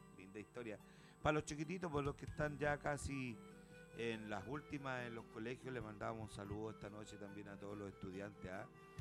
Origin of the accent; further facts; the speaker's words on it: Pedro Aguirre Cerda, Santiago Metropolitan Region, Chile; born there; un vecino mío de allá de la población, Pedro Aguirre Cerda, de donde yo nací